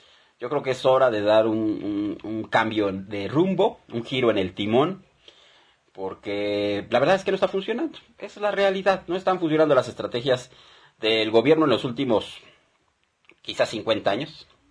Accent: Mexico; lo que estamos haciendo como mexicanos, como ciudadanos mexicanos.

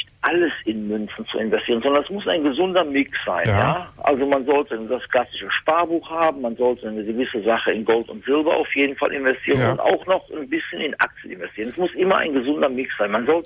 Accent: North Rhine-Westphalia, Germany; ich komme aus der Nähe aus Köln

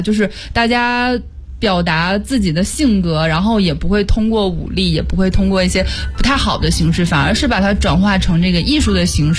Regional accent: Tianjin, China; 那必须的呀，我身为一个天津人，天天都想吃煎饼果子好吗？

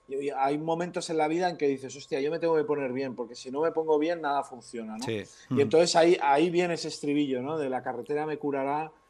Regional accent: Sant Feliu de Guíxols, Catalonia, Spain; Desde mi pueblo, San Feliu de Guíxols, pueblo que aún no he tocado nunca

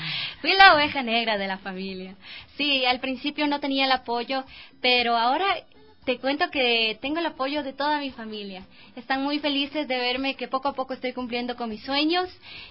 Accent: Quito, Pichincha, Ecuador; Yo soy quiteña, tengo 21 años

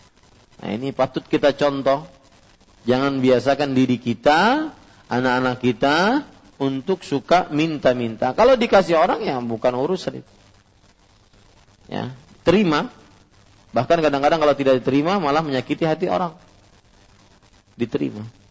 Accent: Kalimantan, Indonesia; kalau saya masih mending orang Kalimantan mau masuk ke rumah beliau pakai bahasa Indonesia boleh

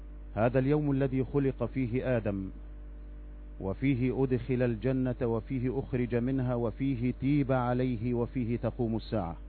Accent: Egypt; فهل ننسى نحن أبناء مصر هذه الأيام؟

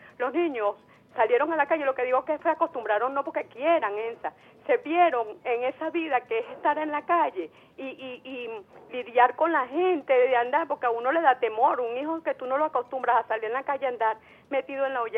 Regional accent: Venezuela; uno, como venezolano

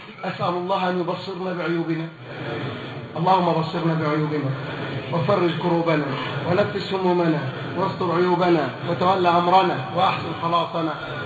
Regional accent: Egypt; ولا لاعب من فريق مصر نفعني انا كمصري

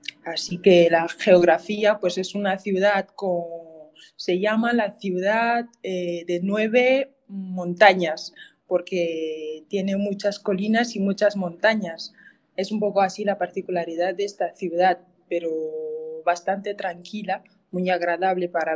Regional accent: Cameroon; first language Ticat; Spanish is a second language; Pues yo hablo mi idioma materno, que es el ticat. Yo hablo francés e inglés, que es el idioma de un poco del trabajo, de la educación, porque la educación es francófona y anglófona. O sea, Camerún es un país bilingüe.

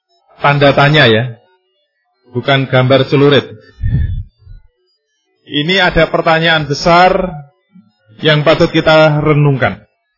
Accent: Indonesia; Kalau kita ditanya, Anda dari mana? Begitu kita menjawab, saya dari Indonesia.

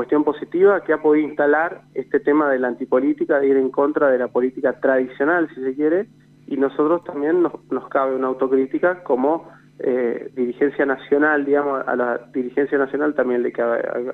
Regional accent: Argentina; esto que hoy estamos padeciendo todos como argentinos

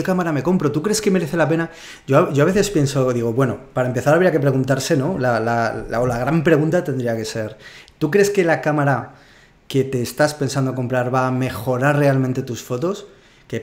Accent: Zaragoza, Aragon, Spain; estuve fotografiando mucho o me obligué a fotografiar mucho en Zaragoza. Y que es de donde soy yo.

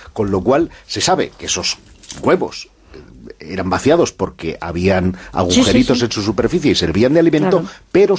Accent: Catalonia, Spain; como ya es lunes de Pascua, y yo soy catalán, celebramos el Día de la Mona

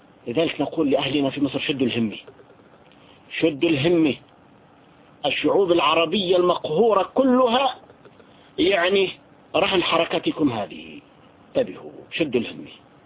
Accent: Syria; يعني نحن عندنا في سوريا

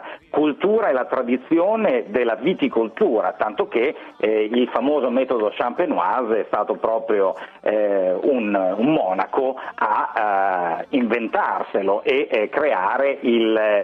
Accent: Bologna, Emilia-Romagna, Italy; io sono di Bologna, negli anni 70 a Bologna le mie osterie erano famose forse anche in tutta Italia

